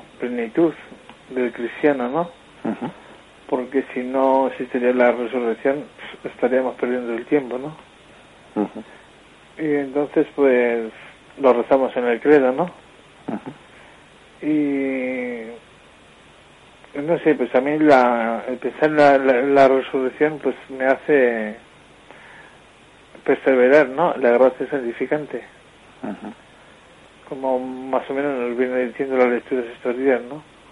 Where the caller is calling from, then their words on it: Logroño, La Rioja, Spain; de Logroño.